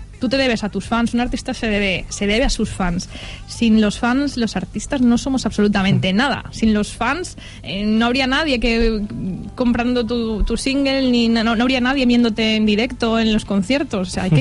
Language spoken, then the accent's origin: Spanish; Benigànim, Valencian Community, Spain; ahora mismo estoy viviendo en Benigànim, que es mi pueblo, en casa de mis padres.